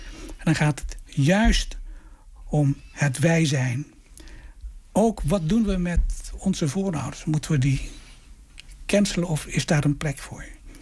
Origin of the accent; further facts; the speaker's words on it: Wasu'u, Maluku, Indonesia; also born or lived in Apeldoorn; En toen zei ik kom uit het dorp Wasu'u. Dat is gelegen op het eiland Haruku.